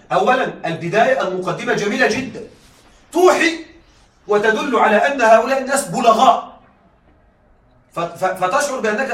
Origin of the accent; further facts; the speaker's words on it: Egypt; عندنا في مصر يقولون الرسالة تفهم من العنوان